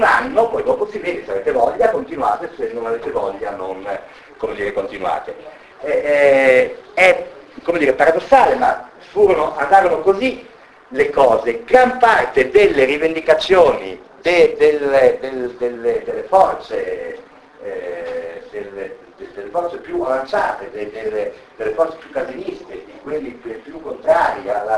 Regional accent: Rome, Lazio, Italy; sono di Roma

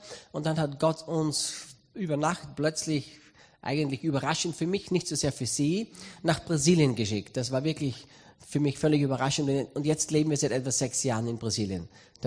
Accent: Austria; Ich bin aufgewachsen in der Pfingstgemeinde in Österreich hier. Mein Papa war Pastor in der Pfingstgemeinde und ich bin von Kind auf in der Freien Christengemeinde in Österreich aufgewachsen.

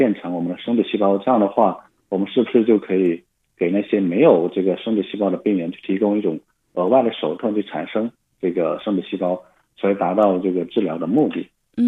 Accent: Yulin, Guangxi, China; now in Beijing, China; 对，我家乡是广西玉林。

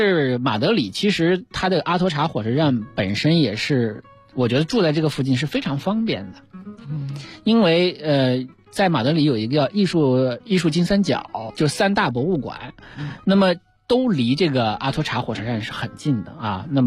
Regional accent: Qiqihar, Heilongjiang, China; 我老家齐齐哈尔站

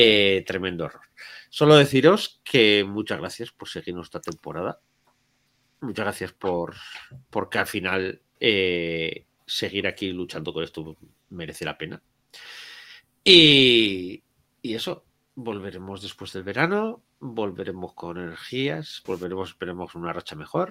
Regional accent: Basque Country, Spain; yo nunca he escrito humor, Ya os he dicho, soy vasco.

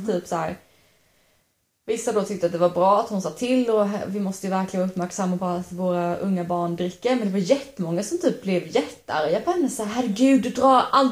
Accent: Sävsjö, Jönköping County, Sweden; Vi kommer ju från Sävsjö allihopa, Sävsjö kommun.

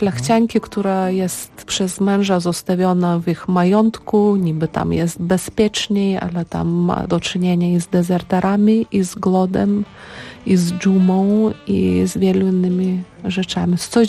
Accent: Lithuania; Polish is a second language; Jestem Litwinką

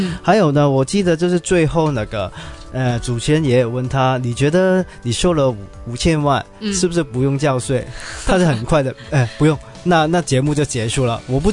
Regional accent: Hong Kong; 但是我们香港人不是一般没有文化的人

